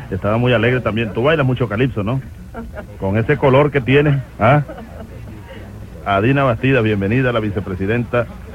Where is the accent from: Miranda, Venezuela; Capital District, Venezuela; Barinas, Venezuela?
Barinas, Venezuela; De niño vine una vez, de joven pues. De joven vinimos una vez de Barinas. Uno aprovechaba para venir a pasar un fin de semana y saludar a los amigos de Barquisimeto, etc.